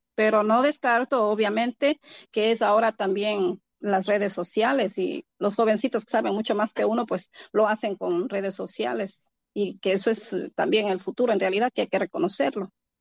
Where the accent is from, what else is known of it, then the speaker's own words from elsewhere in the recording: Ecuador; now in New York, United States; yo como siempre he estado en la ciudad de Nueva York porque soy ecuatoriana y mi comunidad ecuatoriana, la mayoría está en Queens, Nueva York